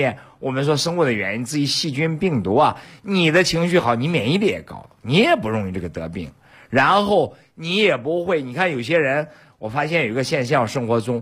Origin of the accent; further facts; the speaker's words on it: Beijing, China; 在这里我要夸一下我们北京人